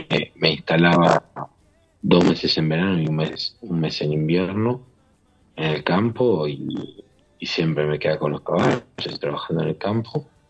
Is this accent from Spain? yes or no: no; Buenos Aires, Argentina; yo soy nacido y criado en la Capital Federal.